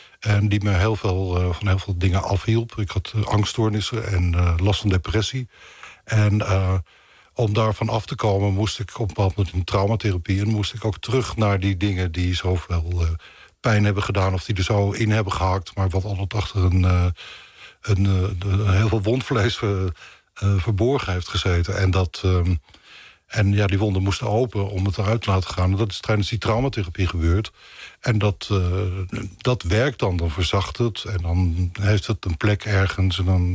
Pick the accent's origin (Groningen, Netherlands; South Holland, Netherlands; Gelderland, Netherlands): South Holland, Netherlands; Leiden; born there; Ik ben helemaal niet geboren in Rotterdam, maar geboren in Leiden.